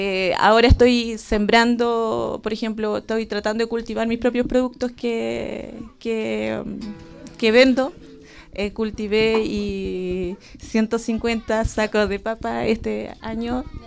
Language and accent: Spanish; Santiago, Santiago Metropolitan Region, Chile; born there; now in Cholchol, Chile; Ahora estoy viviendo en Cholchol, pero yo nací en Santiago. Ahora el 2020 voy a cumplir 20 años acá. Me vine con el sueño de ser mapuche